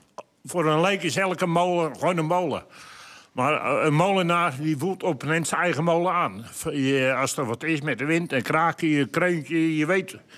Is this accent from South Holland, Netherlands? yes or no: yes; Hoogmade, South Holland, Netherlands; ik kom uit Hoogmade, waar de heren vandaan komen. En ik draai op de Hoogmadense molen.